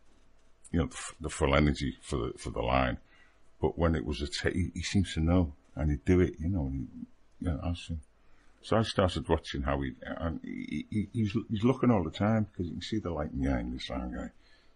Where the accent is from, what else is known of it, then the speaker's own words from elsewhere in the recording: Liverpool, North West England, United Kingdom; But I'm from Liverpool, so yeah, I can do that.